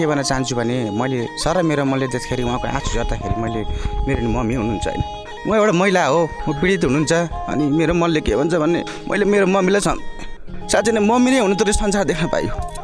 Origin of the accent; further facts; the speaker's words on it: Dharan, Koshi Province, Nepal; मेरो घर धरान सुन्दरी पर्छ, होइन?